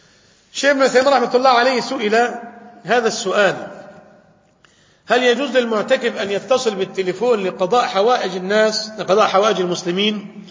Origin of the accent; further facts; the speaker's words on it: Damietta, Damietta Governorate, Egypt; تعين صانعا ديت هذه عندنا في دمياط